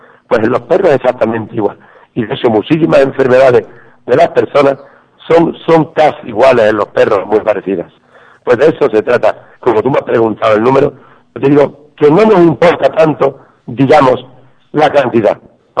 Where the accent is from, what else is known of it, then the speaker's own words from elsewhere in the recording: Ubrique, Andalusia, Spain; Cómo no, se celebra en mi pueblo, y yo me considero el primer ubriqueño.